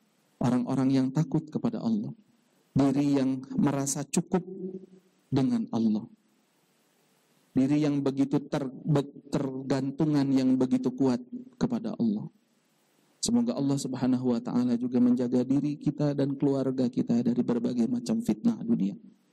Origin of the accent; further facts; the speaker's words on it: Bandung, West Java, Indonesia; born there; Kurang lebih 38 tahun yang lalu saya dilahirkan di kota Bandung